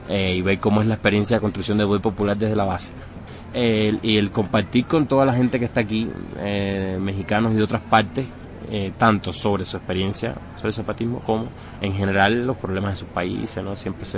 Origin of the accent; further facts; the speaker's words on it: Cuba; soy de Cuba. Bueno, vine exclusivamente acá al seminario a partir de que me invitaron.